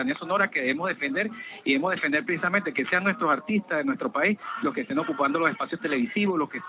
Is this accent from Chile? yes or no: no; Venezuela; que existe en nuestro país, que es variopinta, que en realidad constituye parte de nuestra identidad como venezolanos